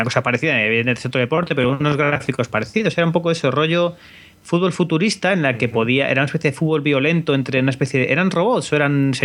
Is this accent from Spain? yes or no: yes; Spain; Siendo español, te siempre pierdes los penaltis.